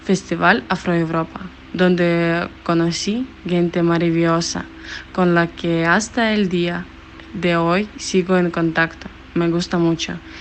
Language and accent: Spanish; Ukraine; soy de Ucrania y tengo 18 años.